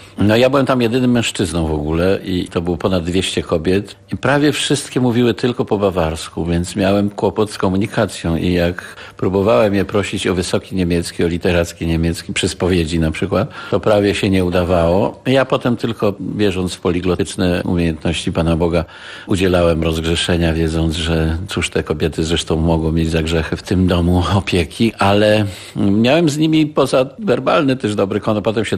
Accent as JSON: {"language": "Polish", "town": "Gdańsk", "region": "Pomeranian Voivodeship", "country": "Poland", "said": "Ja jestem gdańszczaninem ze Starówki. Co prawda rodzice przyjechali z daleka, bo tata z Wileńszczyzny, a mama z Podlasia."}